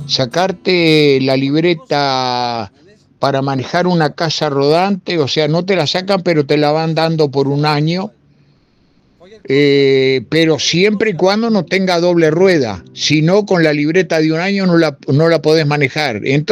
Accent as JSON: {"language": "Spanish", "region": "Montevideo", "country": "Uruguay", "moved": "as an adult", "said": "en Montevideo no te digo porque me fui de Montevideo a los 25 años para trabajar de camionero"}